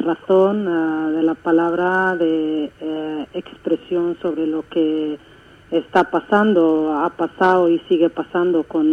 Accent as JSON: {"language": "Spanish", "country": "Western Sahara", "said": "es verdad que nosotros los saharauis tenemos mucha rabia dentro"}